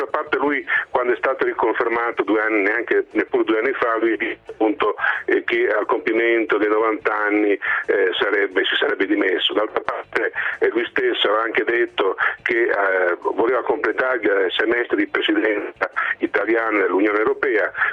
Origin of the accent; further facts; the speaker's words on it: Bologna, Emilia-Romagna, Italy; da bolognese so che lui sotto sotto può